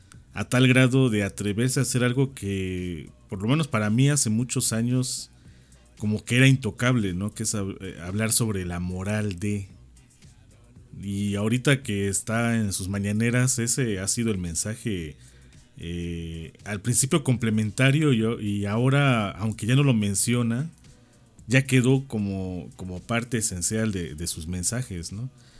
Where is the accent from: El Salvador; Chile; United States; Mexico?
Mexico; Cholula, Puebla; yo no soy poblano, soy cholulteca y mexicano.